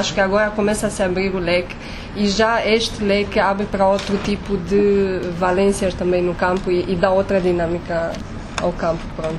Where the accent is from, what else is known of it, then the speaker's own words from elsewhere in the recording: Romania; eu sou romena